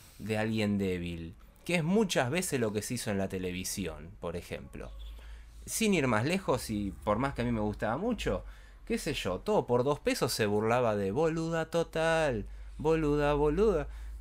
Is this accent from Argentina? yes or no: yes; Argentina; Los espectadores somos nosotros, somos los argentinos.